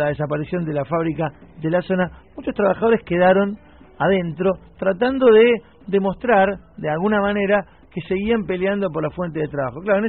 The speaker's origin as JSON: {"language": "Spanish", "region": "Buenos Aires", "country": "Argentina", "tie": "born or raised there", "lives_now": "Avellaneda, Argentina", "said": "yo soy, vivo en Avellaneda, pero soy oriundo del barrio de Flores. Donde yo nací, donde me crié, es en la calle Lautaro al 700, ahí en Flores Sur."}